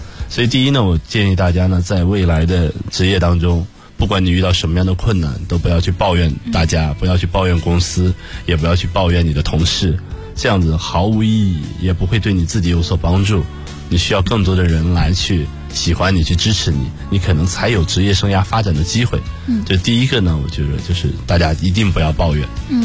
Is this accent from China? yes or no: yes; Shandong, China; 就是因为我是一个山东人。